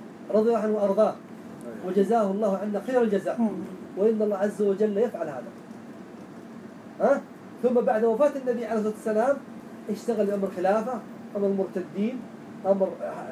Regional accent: Najd, Saudi Arabia; خاصة عندنا في نجد الآن

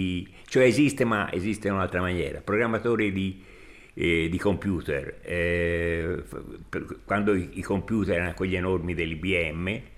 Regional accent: Sesto Fiorentino, Tuscany, Italy; Io sono toscano, esattamente non di Firenze, di Sesto Fiorentino.

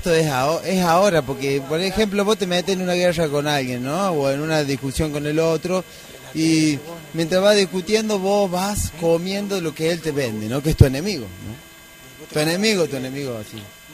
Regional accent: Argentina; Como buenos argentinos vamos a despertar cuando nos peguen el cachetazo.

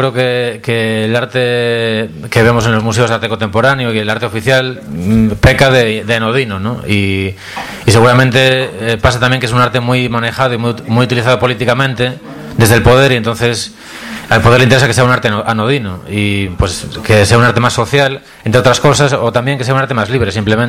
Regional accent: Pontevedra, Galicia, Spain; Soy de Pontevedra, soy más del Celta.

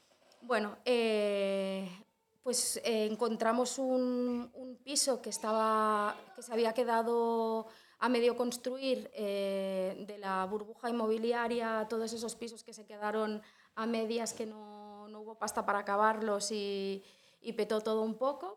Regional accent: Olesa de Montserrat, Catalonia, Spain; soy de Olesa, he nacido en Olesa, no sé si todo el mundo sitúa más o menos dónde está, en el Baix Llobregat Nord. Estamos, bueno, cerca del área metropolitana, pero tampoco tanto.

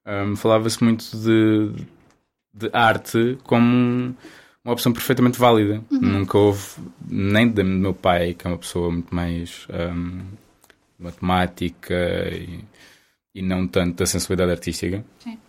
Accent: Cercal do Alentejo, Alentejo, Portugal; Cercal do Alentejo, fica ao pé de Vila Nova de Mil Fontes.

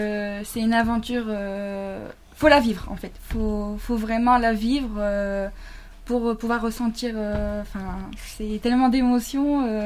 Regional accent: Saint-Omer, Hauts-de-France, France; étant donné que je suis de Saint-Omer, c'est vrai que c'est une découverte pour moi, pour cette ville.

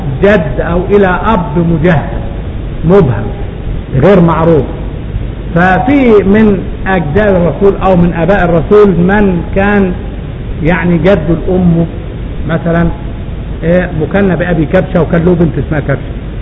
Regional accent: Upper Egypt, Egypt; لحد دلوقتي عندنا في الصعيد بيعملوا للحقل القمح مثلا او الفول

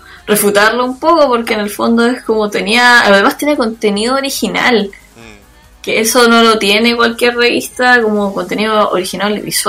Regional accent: Chile; en todos los ámbitos como chilenos, como que en realidad ese chaqueteo ocurre por todas partes todo el rato

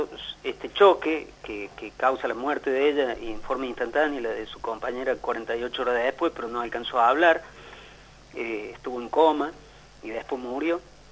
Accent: Cruz del Eje, Córdoba, Argentina; born there; Yo soy nacido en Cruz del Eje, más allá que vivo en Córdoba

